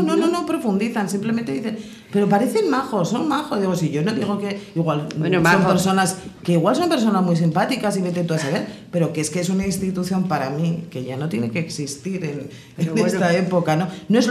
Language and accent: Spanish; Pamplona, Navarre, Spain; Yo sí, yo me voy a mi tierra.